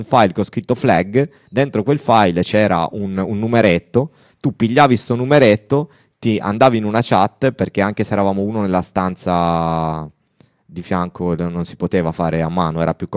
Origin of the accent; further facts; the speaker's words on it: Turin, Piedmont, Italy; Cioè io ad esempio sono torinese